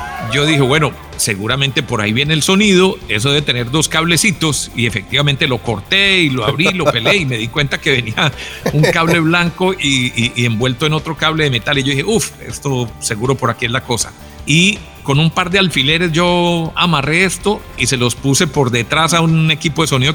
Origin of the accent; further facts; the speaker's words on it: Colombia; moved away; also born or lived in Costa Rica; yo salí de Colombia a finales de 2016 o principios de 2017, me fui a Costa Rica